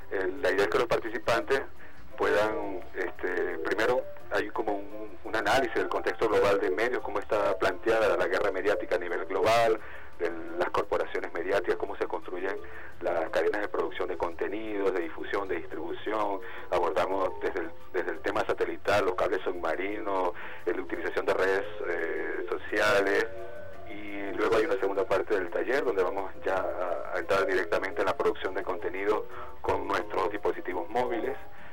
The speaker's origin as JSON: {"language": "Spanish", "country": "Venezuela"}